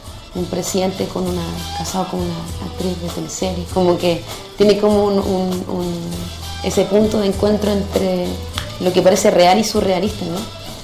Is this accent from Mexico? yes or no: no; Chile; soy cantante, rapera, chilena, mamá.